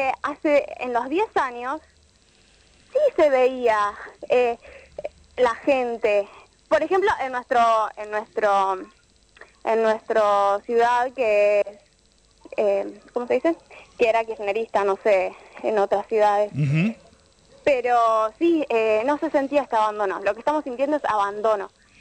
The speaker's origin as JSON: {"language": "Spanish", "town": "Marcos Paz", "region": "Buenos Aires Province", "country": "Argentina", "said": "en Marcos Paz, yo soy de ahí, estudio en Morón, pero soy de Marcos Paz."}